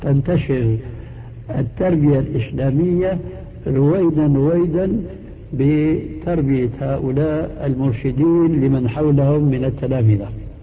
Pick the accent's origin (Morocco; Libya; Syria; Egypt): Syria; وهنا يقولون عندنا في سوريا شو هالشد